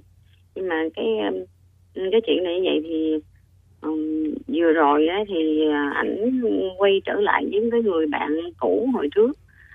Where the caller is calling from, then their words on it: Vietnam; Mình đang gọi tới từ Bình Dương ạ.